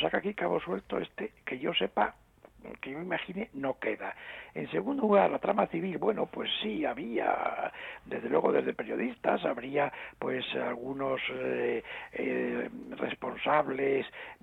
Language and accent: Spanish; Asturias, Spain; en mi pueblo, en una ciudad pequeña de Asturias